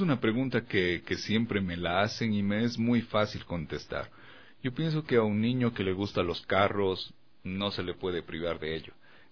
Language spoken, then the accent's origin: Spanish; Cuenca, Azuay, Ecuador; soy el primer cuencano campeón nacional de voleibol de playa, es decir, el primer morlaco campeón de voleibol de playa